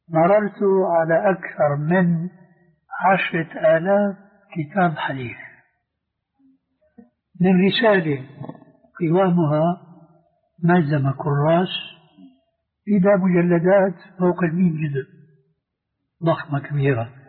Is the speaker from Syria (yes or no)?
yes; Syria; وبلط وشيرة أيضا يقولون عندنا في الشام